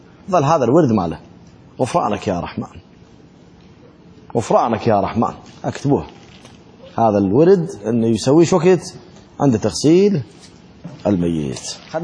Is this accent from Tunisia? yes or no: no; Iraq; شلون هسه التابوت اللي عندنا بالعراق